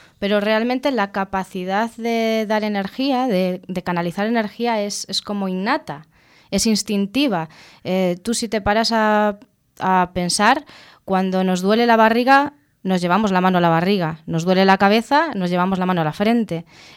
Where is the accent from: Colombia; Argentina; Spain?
Spain; Vigo, Galicia; Pero yo en mi ciudad, que soy de Vigo, no conocía a nadie que hiciese esta terapia.